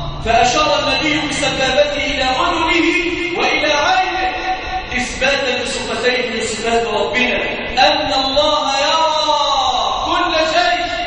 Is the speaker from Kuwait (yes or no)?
no; Egypt; ناهيك عن بلادنا مصر